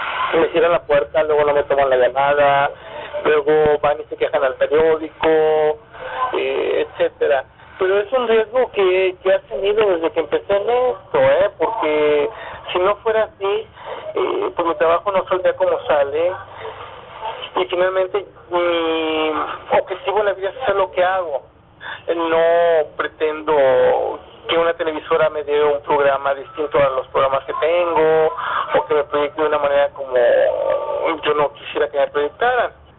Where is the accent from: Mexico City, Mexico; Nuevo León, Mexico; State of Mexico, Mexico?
Nuevo León, Mexico; Monterrey; Yo nací en Monterrey, yo vivía en Monterrey